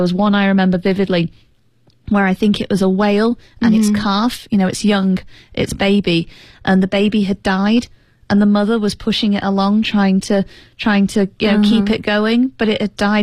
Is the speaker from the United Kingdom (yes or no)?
yes; United Kingdom